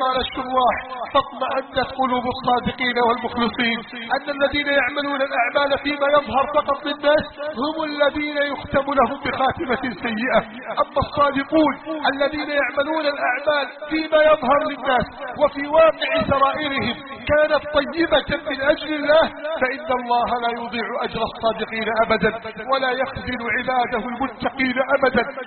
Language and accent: Arabic; Egypt; اللهم من أراد بلادنا مصر بسوء فأشغله بنفسه